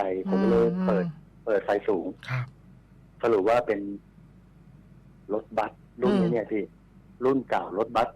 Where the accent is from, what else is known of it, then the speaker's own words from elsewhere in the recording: Central Thailand, Thailand; เพราะเราเป็นคนภาคกลางส่วนแฟนคนภาคอีสาน